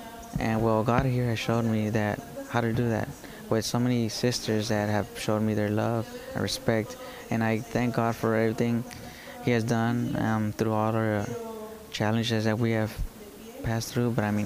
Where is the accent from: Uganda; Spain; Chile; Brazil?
Chile; now in Tyler, United States; We came from Chile, and at the end, we're here in Tyler